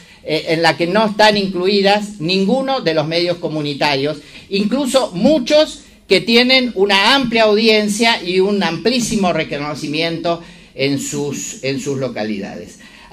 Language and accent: Spanish; Río Negro, Argentina; Claro, yo soy de Río Negro, entonces hay que hacer 1000 kilómetros para presentarse personalmente.